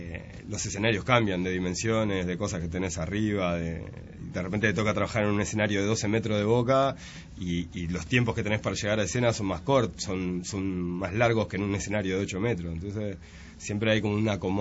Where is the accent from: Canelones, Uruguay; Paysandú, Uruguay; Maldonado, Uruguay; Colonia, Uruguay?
Canelones, Uruguay; somos 6 canarios que hace como 8 años decidimos trabajar